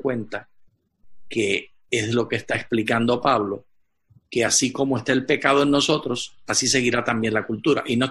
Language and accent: Spanish; Puerto Rico; sigo siendo puertorriqueño. Estamos aprendiendo ahora el idioma cristiano, pero lo hablaremos con acento del lugar de donde venimos.